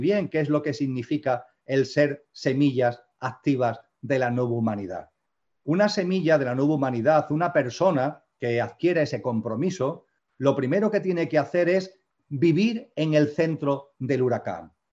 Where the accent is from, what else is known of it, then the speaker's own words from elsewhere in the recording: Andalusia, Spain; en Andalucía, donde yo resido, donde yo vivo, donde yo nací y vivo